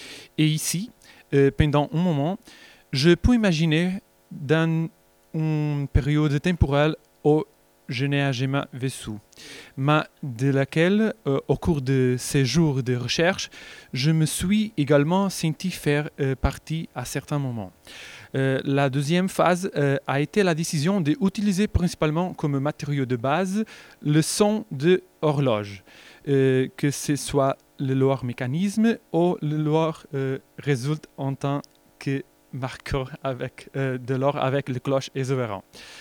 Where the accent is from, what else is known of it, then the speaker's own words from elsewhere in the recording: Portugal; French is a second language; Je suis portugais et mon niveau de français, c'est très...